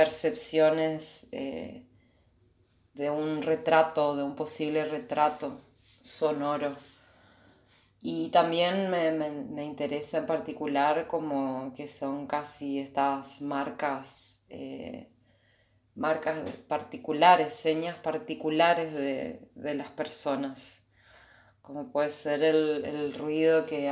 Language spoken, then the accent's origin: Spanish; Corrientes, Argentina; Yo soy de Corrientes Capital, nací y me crié allá.